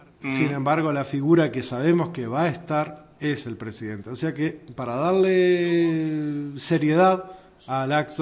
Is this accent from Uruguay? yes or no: yes; Uruguay; Yo lo que creo que el factor sorpresa como uruguayo es muy previsor.